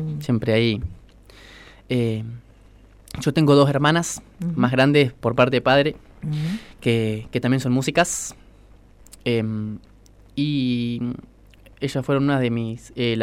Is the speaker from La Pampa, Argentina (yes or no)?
yes; Quemú Quemú, La Pampa, Argentina; also born or lived in Pico; Bueno, yo digo que soy de Quemú, pero porque viví la mayoría de mi infancia en Quemú, así que yo para mí soy de Quemú, pero en realidad nací en Pico.